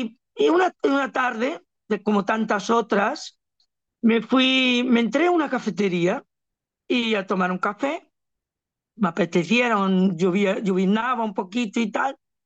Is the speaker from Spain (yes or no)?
yes; Galicia, Spain; now in Barcelona, Spain; Yo realmente vivo en Barcelona, pero mi mente siempre está en Galicia, en mi tierra.